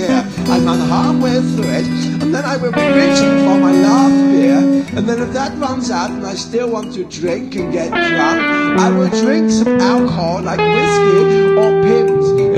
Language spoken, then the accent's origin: English; England, United Kingdom; I'm English, but when I try and sound European, do I sound like a vampire?